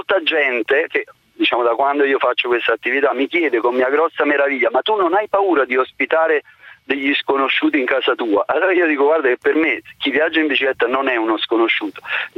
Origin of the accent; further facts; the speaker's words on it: Naples, Campania, Italy; arrivando da napoletani